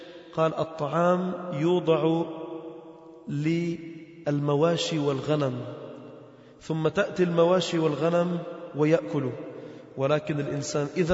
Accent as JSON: {"language": "Arabic", "country": "Lebanon", "said": "فكنا مجموعة من الشباب نحن من لبنان"}